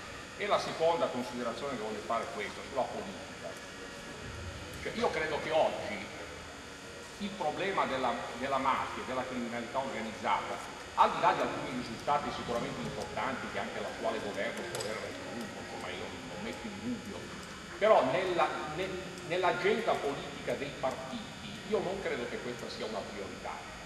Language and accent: Italian; Calabria, Italy; Calabrese del nord della Calabria